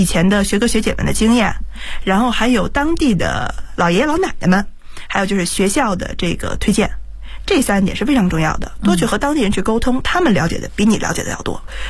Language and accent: Chinese; Beijing, China; 因为毕竟我是土生土长在北京的一个孩子。